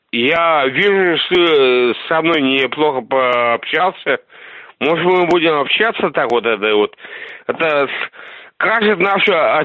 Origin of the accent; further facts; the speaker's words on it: Russia; Ну, я-то не из Украины, я из России.